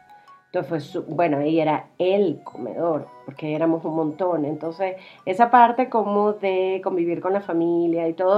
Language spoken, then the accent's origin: Spanish; Maracay, Aragua, Venezuela; Yo soy venezolana, no soy colombiana.